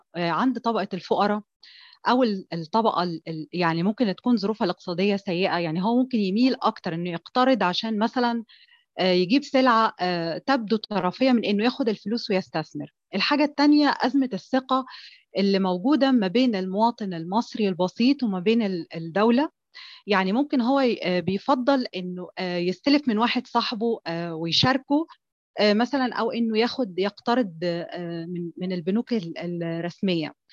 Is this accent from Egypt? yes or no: yes; Egypt; هل النمط الاستهلاكي لينا كمصريين